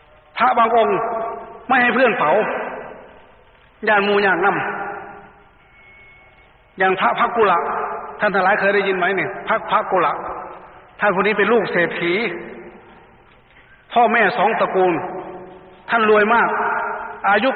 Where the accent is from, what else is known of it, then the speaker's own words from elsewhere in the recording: Isan, Thailand; ทีนี้อิทธิพลของทางภาคกลางก็มาแรงก็เลยมาครอบคลุมพวกเราแม้แต่ในงานศพไงแต่ก่อนจะไม่มีคนอีสานใส่ชุดดำๆมางานศพ